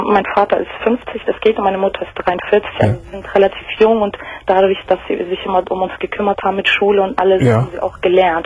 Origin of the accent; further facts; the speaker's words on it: Kosovo; now in Germany; Aus dem Kosovo, ehemaliges Jugoslawien. Wir sind damals 89 nach Deutschland